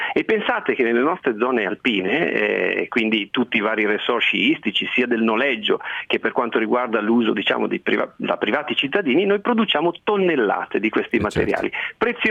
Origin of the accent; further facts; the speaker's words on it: Lombardy, Italy; born there; sono nato in Valle Camonica e quindi li conosco bene.